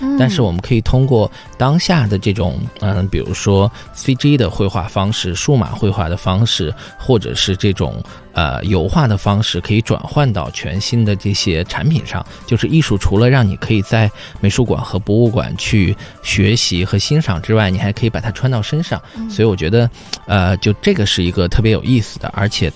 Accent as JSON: {"language": "Chinese", "region": "Xinjiang", "country": "China", "tie": "born or raised there", "moved": "as an adult", "said": "比如说我很小的时候在新疆"}